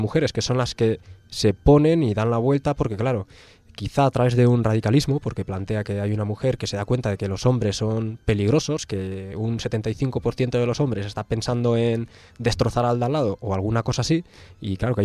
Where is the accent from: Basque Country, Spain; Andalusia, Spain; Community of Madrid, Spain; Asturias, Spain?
Basque Country, Spain; Bilbao; en Bilbao, que es mi ciudad de origen